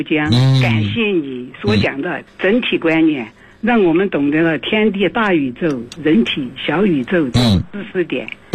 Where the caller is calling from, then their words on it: Chengdu, Sichuan, China; 大家好，我是成都的。